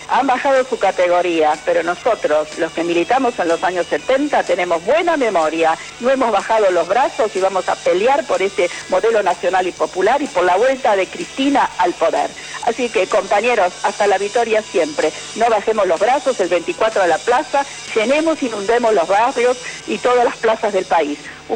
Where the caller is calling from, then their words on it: Olivos, Buenos Aires Province, Argentina; de Olivos